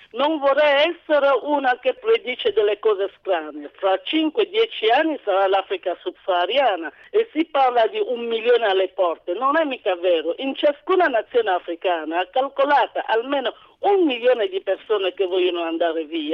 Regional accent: Calabria, Italy; Ma io, guarda, io sono una calabrese

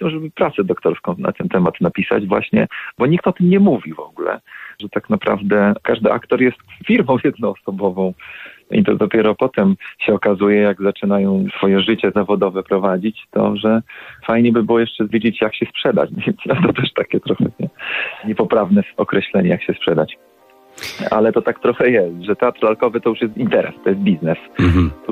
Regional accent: Brzeg, Opole Voivodeship, Poland; Bo ja jestem z małego miasteczka, z miasteczka w województwie opolskim, chyba najmniejsze województwo w naszym kraju, z Brzegu.

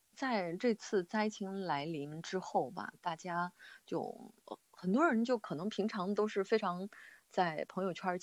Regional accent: Xinxiang, Henan, China; 首先我自己从小就是在新乡长大的，所以当新乡发生大暴雨之后啊，就特别的心焦

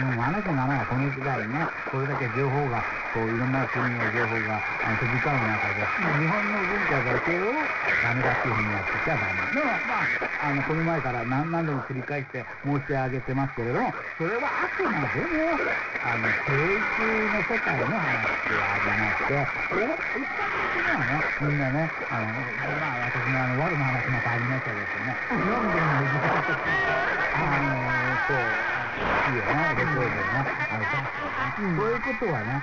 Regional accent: South Korea; 韓国人としては悔しいですけれども

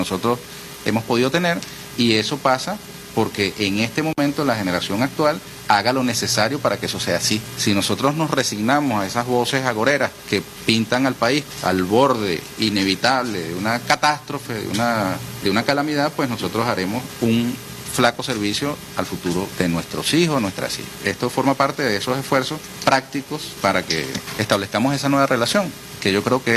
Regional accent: Venezuela; nosotros seguimos siendo venezolanos

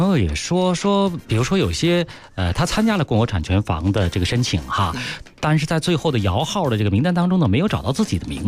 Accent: Beijing, China

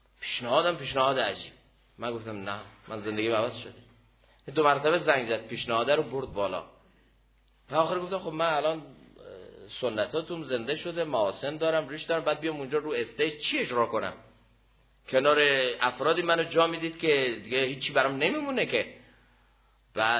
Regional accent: Iran; گفتم من از ایران هستم.

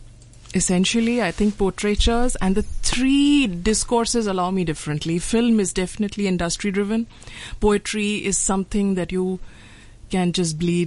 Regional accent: West Bengal, India; now in Mumbai, India; I'm from this eastern state in India, which is Bengal.

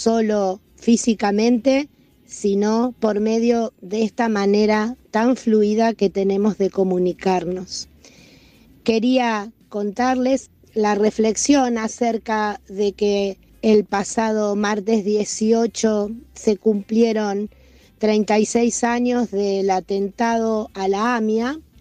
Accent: Argentina; Pero como argentinos pertenecemos a un lugar donde la justicia tiene trabas

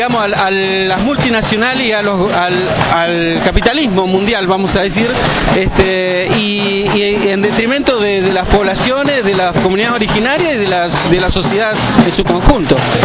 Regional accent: General Roca, Río Negro, Argentina; soy del Alto Valle, precisamente de Fisque Menuco, la ciudad que lleva hoy el nombre del genocida General Roca. Soy mapuche

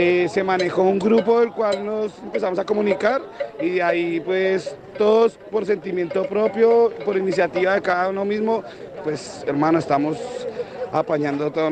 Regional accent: Colombia; now in Chile; Nosotros como colombianos acá en Chile

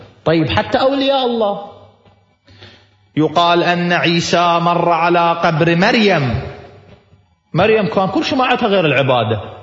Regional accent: Iraq; في واحد شيخ قبيلة عندنا في العراق

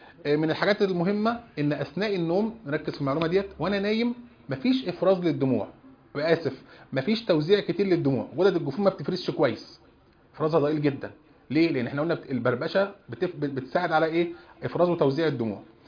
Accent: Egypt; عندنا في مصر وفي كثير من البلاد

